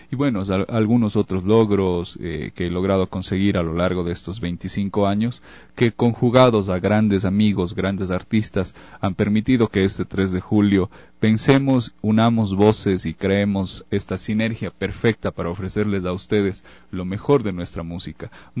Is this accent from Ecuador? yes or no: yes; Ecuador; En la actualidad nosotros como ecuatorianos no debemos y no somos menos absolutamente que nada ni nadie.